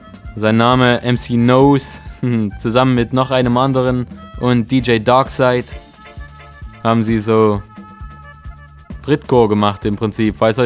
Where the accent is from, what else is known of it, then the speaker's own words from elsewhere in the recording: Freiberg, Saxony, Germany; aus Freiberg in Sachsen. Das ist meine Heimatstadt.